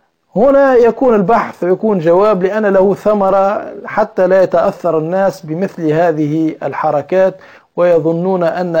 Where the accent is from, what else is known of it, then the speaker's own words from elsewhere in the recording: Tunisia; أو عندنا في تونس التربيج لأسماء الله